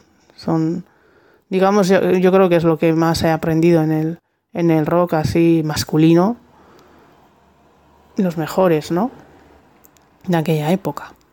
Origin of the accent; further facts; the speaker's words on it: Vitoria-Gasteiz, Basque Country, Spain; now in Bilbao, Spain; Ya me fui de Gasteiz, que es mi ciudad de origen, y conocí a Gong, el bajista de … de mi primer grupo, y me vine a Bilbo a vivir.